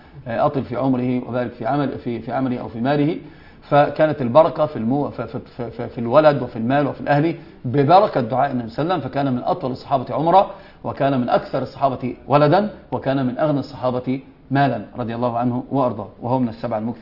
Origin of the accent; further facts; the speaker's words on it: Egypt; هذه يسمونها ايش؟ كعكة عندنا في مصر